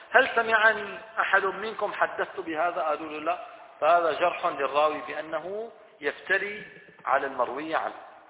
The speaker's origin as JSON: {"language": "Arabic", "country": "Syria", "said": "عندنا في الشام الآن أصبح الأمر مألوفا ليس هذا منكرا"}